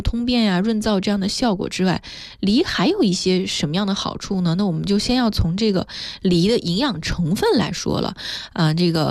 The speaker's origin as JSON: {"language": "Chinese", "town": "Korla", "region": "Xinjiang", "country": "China", "tie": "born or raised there", "said": "我刚刚说到的我们家乡的这个库尔勒香梨哈"}